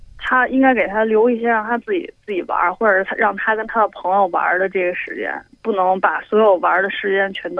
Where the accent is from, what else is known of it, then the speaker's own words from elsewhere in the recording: Beijing, China; 啊，我来自北京。